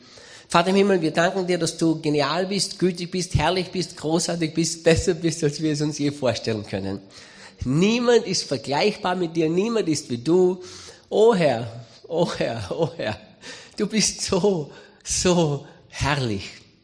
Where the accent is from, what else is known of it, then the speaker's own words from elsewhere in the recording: Styria, Austria; accent: Styrian; bin Steirer, bin Österreicher. Ich will heute nicht auf Steirisch predigen, wie mir der Schnabel gewachsen ist